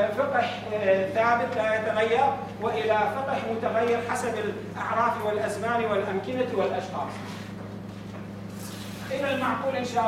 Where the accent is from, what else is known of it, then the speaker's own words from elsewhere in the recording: Mosul, Nineveh, Iraq; حتى نحن الآن عندنا في الموصل